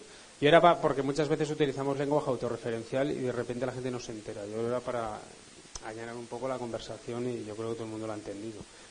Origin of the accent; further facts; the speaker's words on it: Zaragoza, Aragon, Spain; nosotros somos de Zaragoza, conocido por su caspa y tal